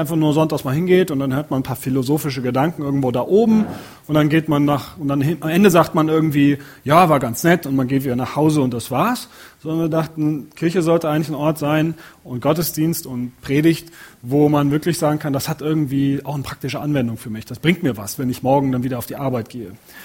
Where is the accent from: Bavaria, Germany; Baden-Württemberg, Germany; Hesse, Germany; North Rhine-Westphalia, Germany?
North Rhine-Westphalia, Germany; Cologne; Und da komme ich so, aus der Gegend komme ich her. Und also da ist es wirklich so, die Kölner Kultur, die ganze Rheinländer Kultur